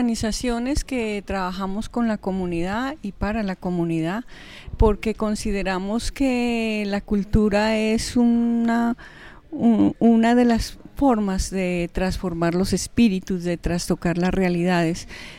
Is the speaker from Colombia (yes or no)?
yes; Pasto, Nariño, Colombia; yo vengo desde la ciudad de Pasto.